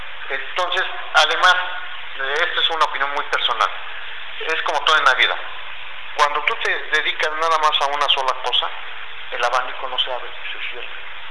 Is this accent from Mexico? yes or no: yes; Oaxaca, Mexico; No sé si hayas escuchado algún grupo de Oaxaca. A veces son muy, digo, yo soy oaxaqueño